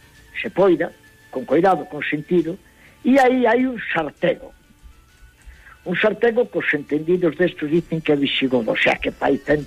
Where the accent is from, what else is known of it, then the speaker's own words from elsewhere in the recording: Galicia, Spain; eu son galego dependente, eu necesito de Galicia.